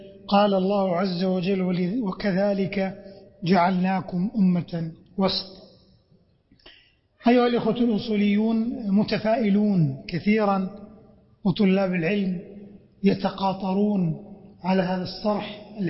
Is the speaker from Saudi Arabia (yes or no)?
yes; Saudi Arabia; بلادنا المملكة العربية السعودية عنيت بالعلم والتعليم